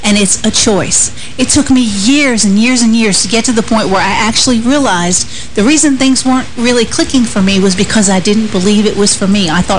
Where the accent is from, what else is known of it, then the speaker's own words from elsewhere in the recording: Northeast, United States; now in Hendersonville, United States; I come from the Northeast. I had to move over 800 miles to here, to Hendersonville, to be in this ministry for God to heal me.